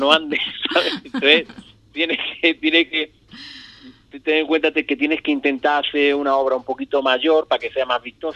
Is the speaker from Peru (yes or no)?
no; Ubrique, Andalusia, Spain; me han preguntado un montón de veces que cuando iba a poner aquí en mi pueblo.